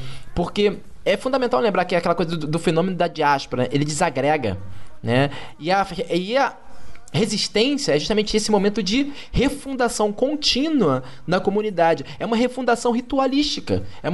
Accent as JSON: {"language": "Portuguese", "region": "Rio de Janeiro", "country": "Brazil", "tie": "born there", "said": "Eu sou nascido em Padre Miguel, sabe? Aqui você tem duas escolas de samba."}